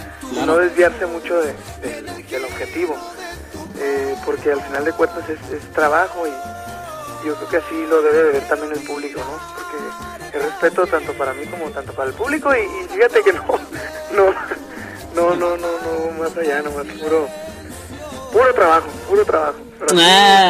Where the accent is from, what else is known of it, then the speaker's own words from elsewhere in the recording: Tijuana, Baja California, Mexico; also born or lived in Los Angeles, United States / Mexicali; No, yo he nacido en Los Ángeles, California, pero me creí aquí en Tijuana. Y de hecho también, 16 años en Mexicali, pero no, nací en Los Ángeles.